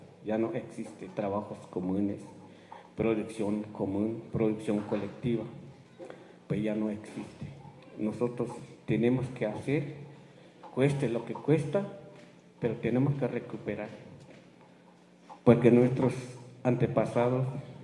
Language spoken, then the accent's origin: Spanish; Chiapas, Mexico; first language Tzotzil; Spanish is a second language; no puedo hablar bien el lengua español porque no es mi lengua materna. Mi lengua materna es la idioma tzotzil.